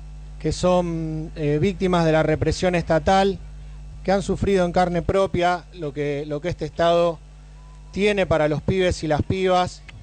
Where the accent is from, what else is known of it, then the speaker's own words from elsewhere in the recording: Rosario, Santa Fe, Argentina; soy de Causa, venimos de la ciudad de Rosario.